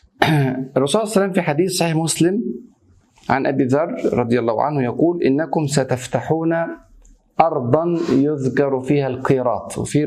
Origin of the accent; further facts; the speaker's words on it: Egypt; احنا مصريين لان يعني عندنا خلفيه عن هذه الكلمه